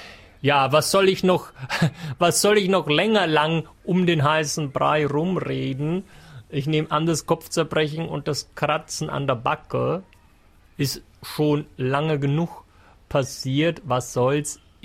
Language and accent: German; Germany; Es ist jemand, der kommt noch von viel, viel weiter weg, als es Deutschland meine Heimat ist.